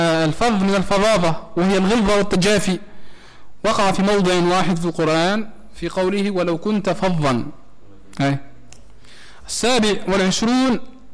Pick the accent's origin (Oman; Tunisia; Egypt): Tunisia; وهذه زادة مشهورة يسر عندنا في تونس